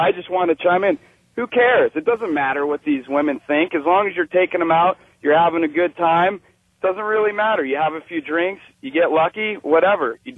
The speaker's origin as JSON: {"language": "English", "region": "California", "country": "United States", "tie": "born or raised there", "said": "I grew up in the Bay Area"}